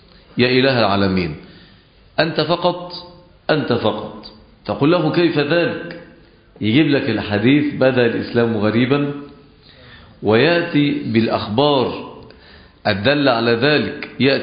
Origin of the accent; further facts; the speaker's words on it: Egypt; كان عندنا في مصر في فترة السبعينات فتنة كبيرة جدا، هي فتنة التكفير